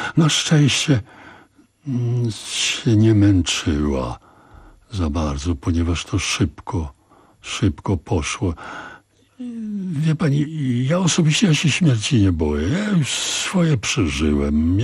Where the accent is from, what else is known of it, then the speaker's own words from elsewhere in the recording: Silesian Voivodeship, Poland; że ja pochodzę ze Śląska